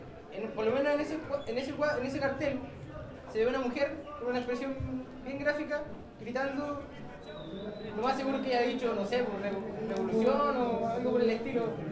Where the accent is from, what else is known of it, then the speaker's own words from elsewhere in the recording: Concepción, Biobío, Chile; también soy de Concepción